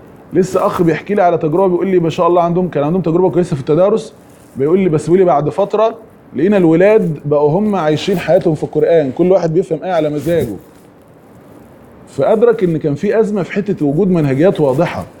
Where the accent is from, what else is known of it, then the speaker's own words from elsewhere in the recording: Egypt; يعني احنا مثلا عندنا في مصر جاب حاجة يعني ايه؟